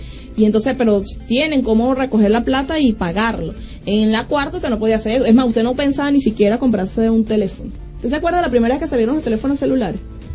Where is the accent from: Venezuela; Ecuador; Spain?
Venezuela; gente como nosotros, que nos conocemos, que somos venezolanos, que nos entendemos además